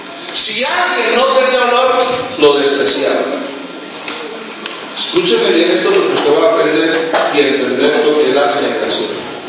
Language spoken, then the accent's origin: Spanish; Colombia; porque nosotros pensamos como colombianos